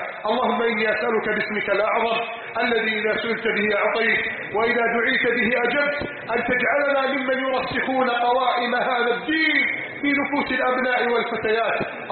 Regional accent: Egypt; اللهم احفظ بلدنا مصر من كيد الكائدين

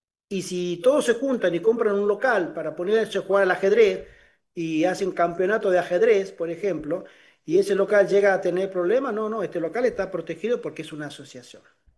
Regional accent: Tucumán, Argentina; born there; había buscado una propiedad en la provincia donde yo nací, de servidor, en Tucumán

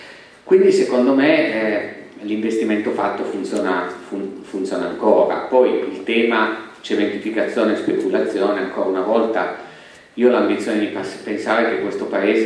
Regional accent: Turin, Piedmont, Italy; also born or lived in Milan; ma considero molto più la mia città di Torino. E sono venuto via da Torino

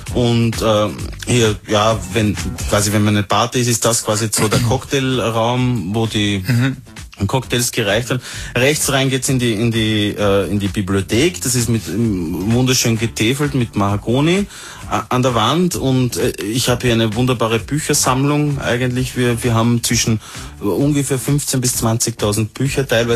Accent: Tyrol, Austria; Und komme von ziemlich weit weg. Ich bin ziemlich weit gefahren aus der Nähe von Innsbruck.

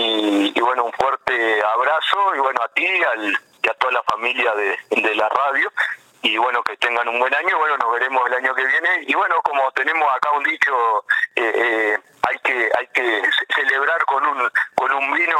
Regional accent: Uruguay; nos llena de gratitud como uruguayo

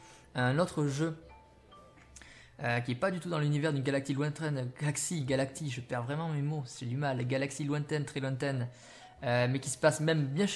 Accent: Bayonne, Nouvelle-Aquitaine, France; on est originaire du côté de Bayonne, tous les deux. Et donc c'est en Aquitaine.

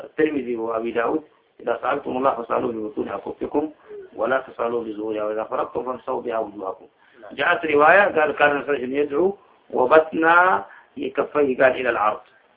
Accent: Sudan; حسن عندنا في السودان ما عندنا ربيع

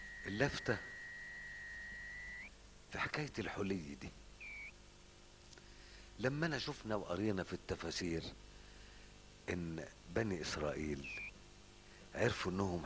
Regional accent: Egypt; بتحصل الحاجات دي في الأرياف عندنا في مصر ساعات

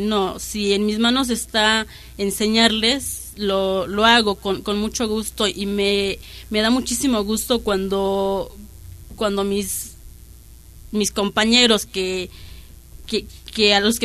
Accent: Santa Martha Acatitla, Mexico City, Mexico; vengo de Santa Marta, Catitla.

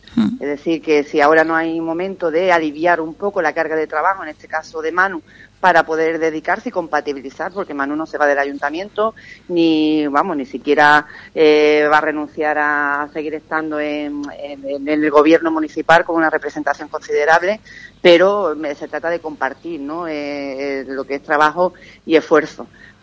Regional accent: Ubrique, Andalusia, Spain; yo quiero estar de lleno, como no puede ser de otra manera, en mi pueblo, dedicado a mis vecinos, dedicada, ¿no?, a mis vecinos y vecinas, con plena actividad. Ubrique es un ayuntamiento

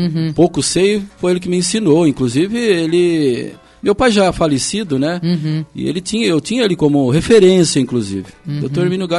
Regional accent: São Paulo, Brazil; now in Foz do Iguaçu, Brazil; E eu vim de São Paulo um pouquinho, um exílio, praticamente.

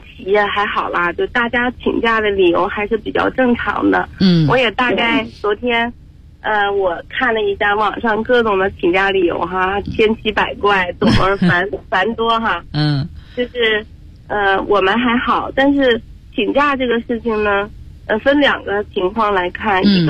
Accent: Shandong, China; 啊，我是山东人。

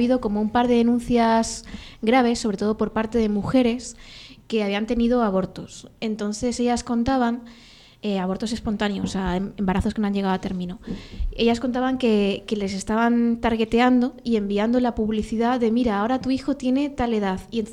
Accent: Castilla-La Mancha, Spain; Porque yo soy manchega, Y nuestra cultura de la muerte es bastante potente.

